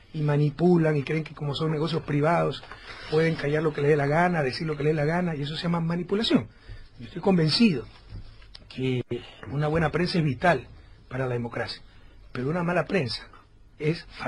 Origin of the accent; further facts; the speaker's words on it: Guayaquil, Guayas, Ecuador; Hice un gran concierto en Guayaquil, mi ciudad natal.